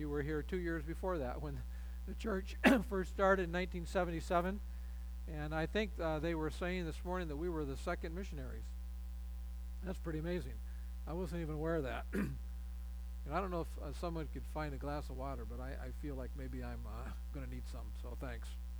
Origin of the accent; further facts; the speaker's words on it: Michigan, United States; We have a great marriage. We are both from Michigan.